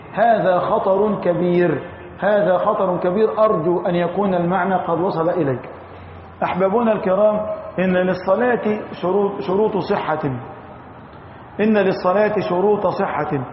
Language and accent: Arabic; Egypt; نحن الآن في موضعنا هذا من بلدتنا مصر اتجاهنا الجنوب الشرقي